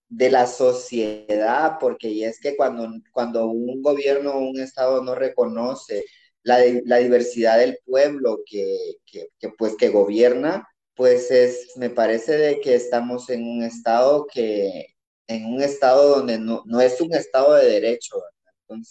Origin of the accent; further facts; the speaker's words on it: El Salvador; now in Guatemala; soy una mujer migrada, tengo 16 años de vivir en Guatemala, pero soy salvadoreña.